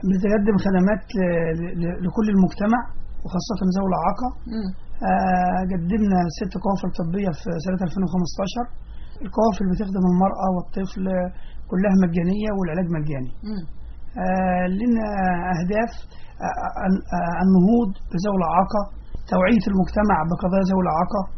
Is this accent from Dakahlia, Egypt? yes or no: no; Sohag, Sohag Governorate, Egypt; now in Giza, Egypt; يعني اساسا احنا من صهاج ولكن انا ساكن في قريه اسمها مشيت البكاري في الهرم محافظه الجيزه